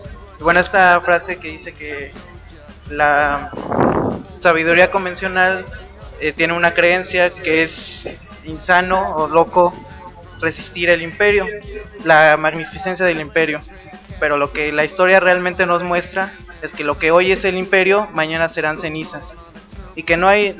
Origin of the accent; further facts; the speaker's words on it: Mexico; yo soy mexicano. Tengo familia canadiense, que sí nacieron allá y todo